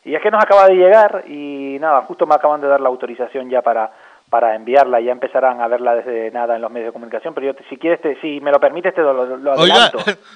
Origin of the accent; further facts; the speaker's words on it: Taco, Canary Islands, Spain; Y uno, como canario que es y como buen conocedor de la isla de La Palma, porque tengo muchos amigos ahí, soy de tacuense, soy de Taco, pero tengo muchos amigos muy buenos en la isla de La Palma.